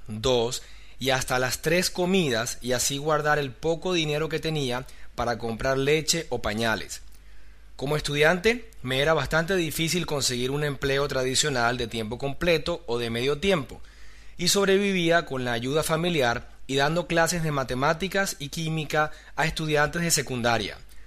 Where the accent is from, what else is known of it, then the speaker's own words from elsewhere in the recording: Venezuela; soy venezolano, tengo 36 años